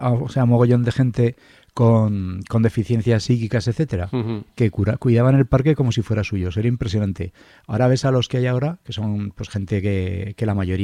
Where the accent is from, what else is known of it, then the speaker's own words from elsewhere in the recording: Zaragoza, Aragon, Spain; somos de Torrero, bueno, y un poco más arriba, pero es lo mismo, que tenemos el privilegio de vivir en los dos barrios que probablemente tienen más árboles, no en Zaragoza